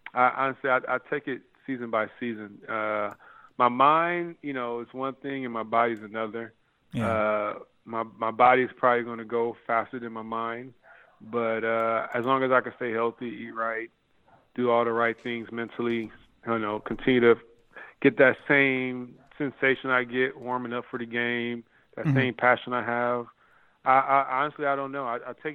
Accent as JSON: {"language": "English", "town": "Compton", "region": "California", "country": "United States", "moved": "yes", "said": "Like I said, I've traveled all my life. I came from Compton."}